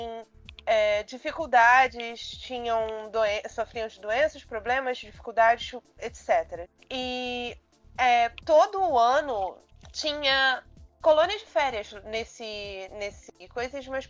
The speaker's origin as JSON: {"language": "Portuguese", "town": "Nova Iguaçu", "region": "Rio de Janeiro", "country": "Brazil", "tie": "born or raised there", "said": "Eu sou de Nova Iguaçu, para quem não conhece o estado do Rio, mas eu cresci no mesmo bairro que tinha um CIEP"}